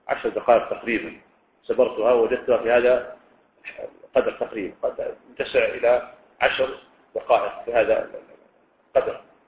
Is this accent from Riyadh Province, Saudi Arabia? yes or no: yes; Riyadh, Riyadh Province, Saudi Arabia; يعني مثلا لو كان عندنا في الرياض مثلا يعني لم ينصف قحط لكن بعض مناطق المملكة هناك قحط